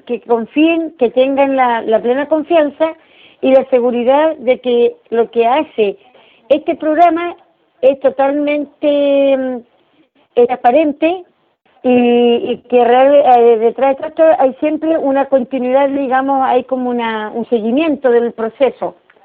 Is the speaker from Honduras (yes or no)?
no; Los Lagos, Chile; born there; now in Punta Arenas, Chile; Soy nacida en Chiloé. Me vine hace 33 años a Punta Arenas.